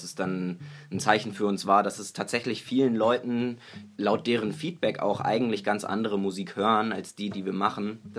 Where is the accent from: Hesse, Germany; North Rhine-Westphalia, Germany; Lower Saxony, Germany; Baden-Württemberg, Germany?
Lower Saxony, Germany; Hanover; wir kommen aus Hannover.